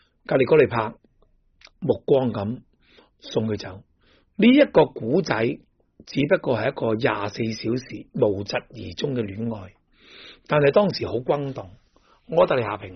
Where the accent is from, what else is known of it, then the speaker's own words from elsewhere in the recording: Hong Kong; 即系我哋香港人亦叫做金枝玉叶。